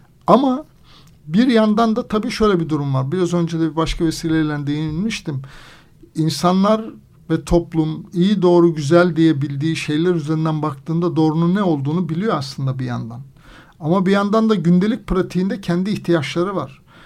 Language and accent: Turkish; Anatolia, Turkey; Yani ben Anadolu'nun bir kasabasında doğup büyüdüm. 2000 nüfuslu, hala da nüfusu işte 2000 civarında.